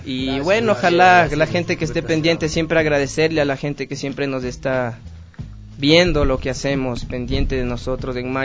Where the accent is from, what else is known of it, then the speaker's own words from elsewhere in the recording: Ecuador; Y que somos ecuatorianos. Nada más.